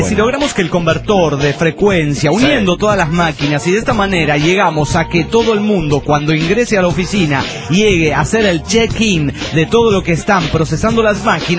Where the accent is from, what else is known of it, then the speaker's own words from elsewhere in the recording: La Paz, Bolivia; de La Paz, Bolivia.